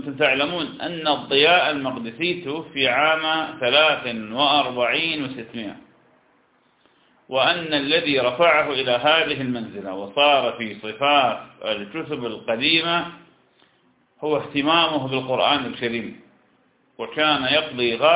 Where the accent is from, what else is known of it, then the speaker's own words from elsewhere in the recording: Iraq; أنا عراقي وأنت شام